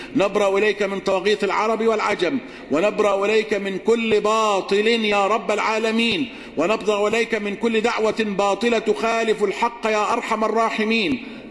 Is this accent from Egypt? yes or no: yes; Egypt; واجعل بلدنا مصر سخاء رخاء